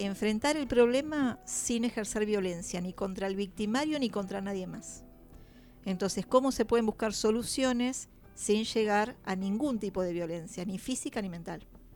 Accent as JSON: {"language": "Spanish", "town": "La Plata", "region": "Buenos Aires Province", "country": "Argentina", "said": "O sea, yo soy de Alto de San Lorenzo también."}